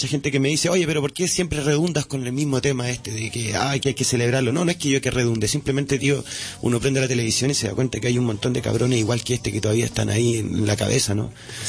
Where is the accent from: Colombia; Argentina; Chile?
Chile; now in Barcelona, Spain; como soy chileno y he trabajado aquí en Barcelona